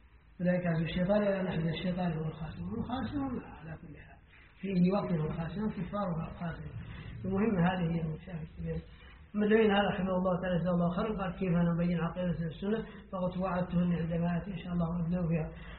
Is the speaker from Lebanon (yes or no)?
no; Mauritania; نحن الآن عندنا في موريتانيا الآن للأسف